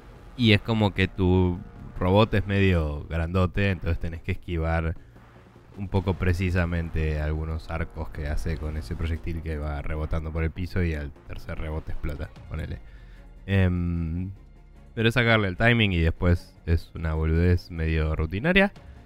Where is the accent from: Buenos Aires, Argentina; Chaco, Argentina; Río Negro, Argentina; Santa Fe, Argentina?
Buenos Aires, Argentina; porque somos personas de Buenos Aires y en Buenos Aires no tiene sentido adorar ninguna otra estación del año casi.